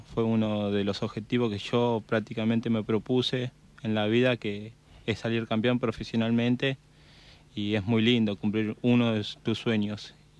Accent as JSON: {"language": "Spanish", "town": "Fiorito", "region": "Buenos Aires Province", "country": "Argentina", "tie": "born or raised there", "said": "De Fiorito, me crié en Fiorito, a 10 cuadras."}